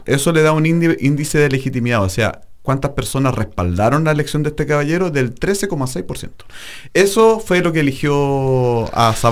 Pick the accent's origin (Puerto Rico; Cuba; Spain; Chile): Chile; Talcahuano, Biobío; now in Valdivia, Chile; Estoy inscrito en Talcahuano.